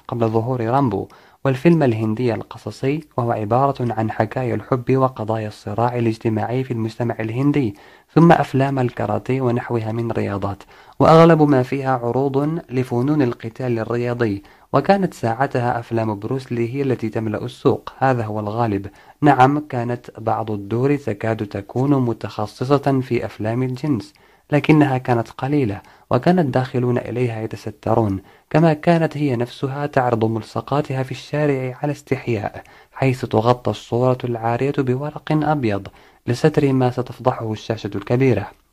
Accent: Morocco; يكفي أن نشير إلى ما نملك كمغاربة توجيهه لو حسنت النيات، ألا وهو الإعلام الوطني

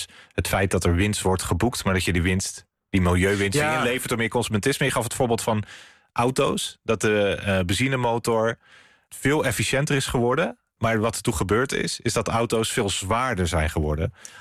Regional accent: Netherlands; het is niet dat wij als Nederlanders ons belachelijk hebben gedragen in dit opzicht.

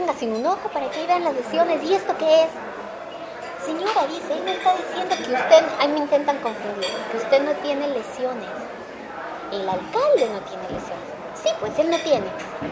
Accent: Ecuador; now in Concepción, Chile; es porque soy ecuatoriano

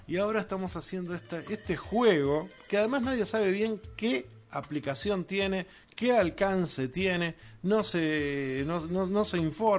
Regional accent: Uruguay; Acá tenemos que pensar todos como uruguayos.

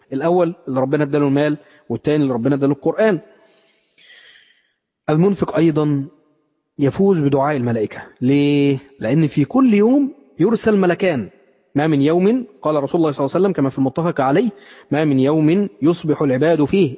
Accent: Mansoura, Dakahlia, Egypt; يعني عن واحد من المشايخ عندنا في المنصورة

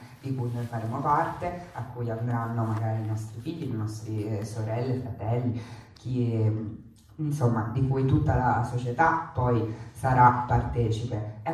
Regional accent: Rome, Lazio, Italy; io so di Roma

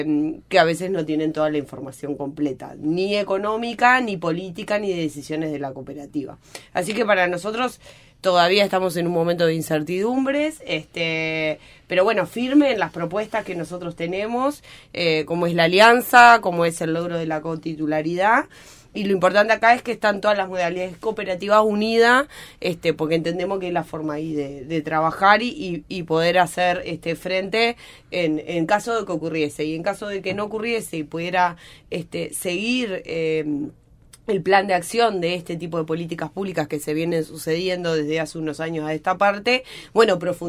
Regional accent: Argentina; soy argentina

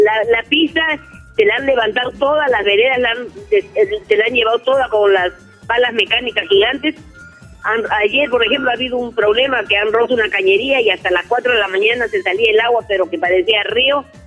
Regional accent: La Perla, Callao, Peru; Ya, somos de acá de La Perla.

